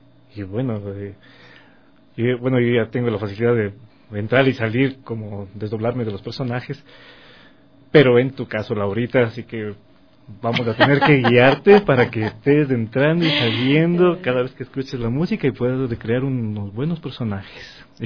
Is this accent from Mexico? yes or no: no; Quito, Pichincha, Ecuador; como yo soy bien quiteño, me crié en el centro histórico.